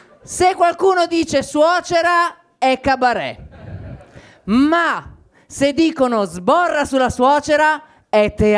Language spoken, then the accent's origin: Italian; Faenza, Emilia-Romagna, Italy; born there; Anche perché io non sono nato a Milano, sono nato a Faenza.